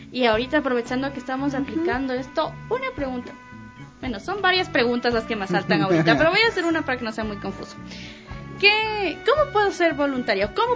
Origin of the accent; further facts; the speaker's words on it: Quito, Pichincha, Ecuador; Quito es muy extenso. Yo me regresé a mi tierra natal.